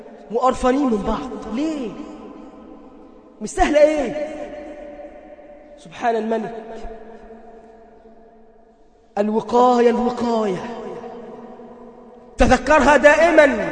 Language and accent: Arabic; Egypt; اللهم اجعل بلدنا مصر أمنا أمانا